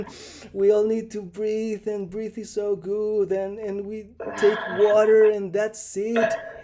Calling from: Chile; I'm calling from Chile

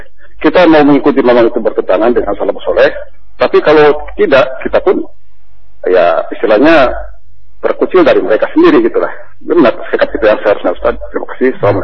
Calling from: Bekasi, West Java, Indonesia; Saya dari Bekasi

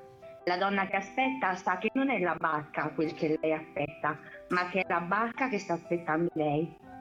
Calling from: Reggio Emilia, Emilia-Romagna, Italy; No, certo, posso dire, sono a Reggio Emilia.

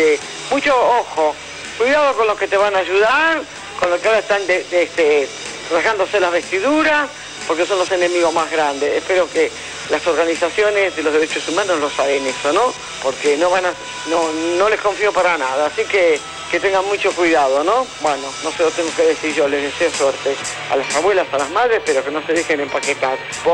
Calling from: Buenos Aires, Argentina; de Parque Chacabuco.

